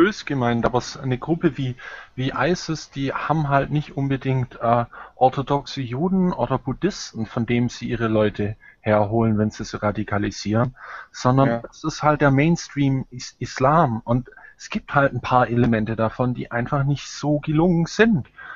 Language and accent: German; Germany; ich habe als Deutscher extreme Probleme, sozusagen dort Verständnis zu sehen, weil in meinem Land ist die Kultur vor die Hunde gegangen.